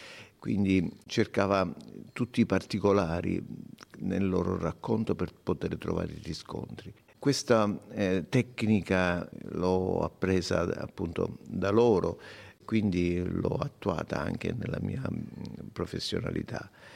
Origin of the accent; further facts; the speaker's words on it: Sicily, Italy; io sono siciliano come lei, sappia che per fare qualcosa di utile per la nostra Sicilia io sono disponibile.